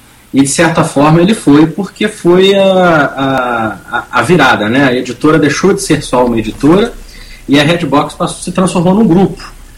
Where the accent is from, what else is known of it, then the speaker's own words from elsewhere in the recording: Rio de Janeiro, Brazil; Depois de quase 14 anos morando fora do Rio, voltei para minha terra natal.